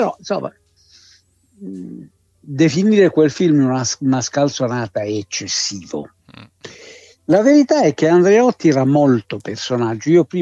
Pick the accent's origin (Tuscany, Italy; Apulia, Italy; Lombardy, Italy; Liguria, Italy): Apulia, Italy; Bari; io sono barese di origine, sì, e quindi ero concittadino di Aldo Moro